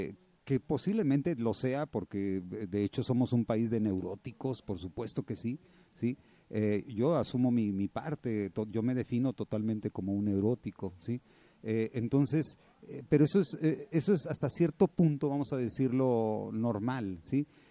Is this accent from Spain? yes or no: no; Mexico; Yo creo que esto define perfectamente nuestra cultura como mexicanos